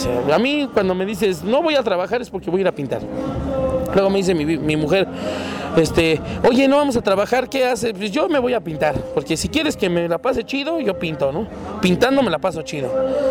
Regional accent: Zumpango, State of Mexico, Mexico; viene la canción de Zumpango, cuando encontré mi pueblo igual, cuando logré estar un mes sin salir de mi pueblo, encontré que hay una laguna hermosa

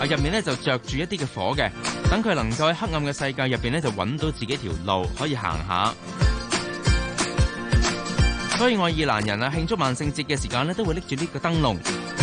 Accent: China; 我哋中国人咧就话七月嘅时候咧唔好咁夜出去啦啊，早啲翻屋企。

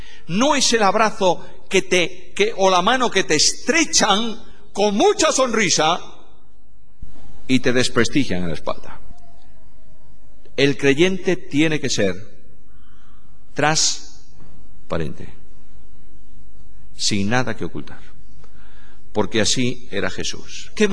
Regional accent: Galicia, Spain; En Galicia, mi tierra, hace muchos años, los campesinos se alumbraban con algo, llamaban allá el quinqué.

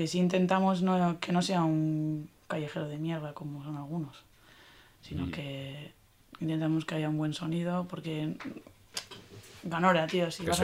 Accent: Basque Country, Spain; Nos sentimos definidas como personas, no somos de Bildu. Somos de aquí, sin más.

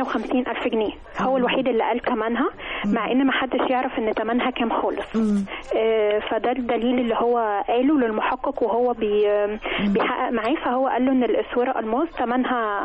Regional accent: Giza, Giza Governorate, Egypt; من الجيزة.

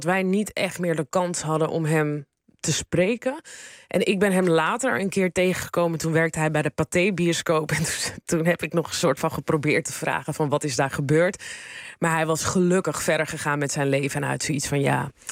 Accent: Amsterdam, North Holland, Netherlands; ik kom uit Amsterdam-Noord. Ja, dat was vroeger ook niet het hippe urban Amsterdam-Noord wat het nu is.

